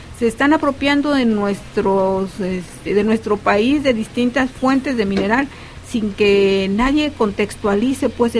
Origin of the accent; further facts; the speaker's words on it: Mexico; que somos nosotros los mexicanos